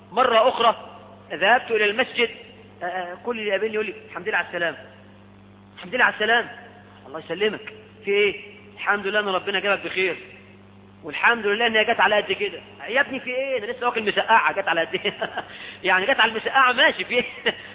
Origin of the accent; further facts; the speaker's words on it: Egypt; احنا عندنا في مصر